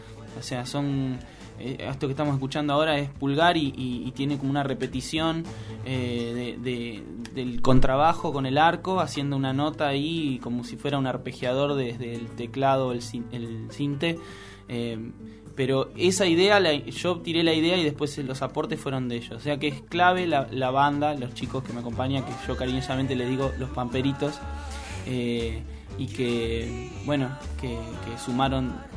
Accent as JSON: {"language": "Spanish", "town": "Chapadmalal", "region": "Buenos Aires Province", "country": "Argentina", "said": "yo soy de Chapadmalal, que es al lado de Mar del Plata."}